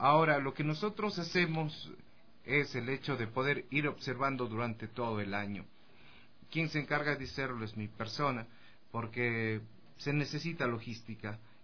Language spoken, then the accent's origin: Spanish; Cuenca, Azuay, Ecuador; Y como ecuatoriano, no como cuencano, me siento muy orgulloso de tener esa infraestructura